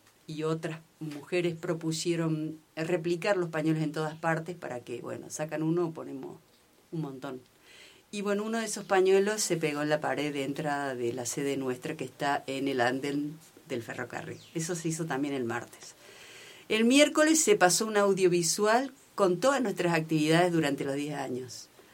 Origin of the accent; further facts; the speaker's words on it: Barranca de los Loros, Río Negro, Argentina; de Barranca de los Loros.